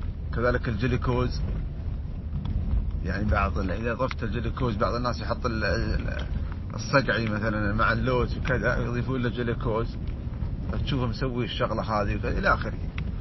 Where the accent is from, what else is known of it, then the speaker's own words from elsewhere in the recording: United Arab Emirates; كذلك عندنا في الإمارات موجودين بعض التجار